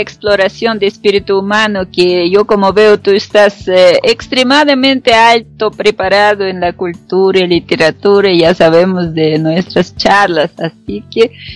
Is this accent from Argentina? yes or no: no; Russia; aunque soy rusa, quisiera ser italiana porque adoro Italia